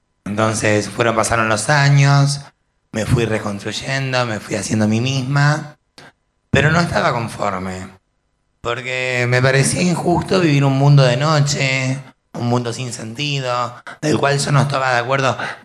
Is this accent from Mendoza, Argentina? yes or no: yes; Mendoza, Argentina; now in Buenos Aires, Argentina; también quiero aclarar que vengo de Mendoza, que vengo desde muy lejos, y que siempre supe que había alguna posibilidad acá en Buenos Aires, y de hecho la tuve.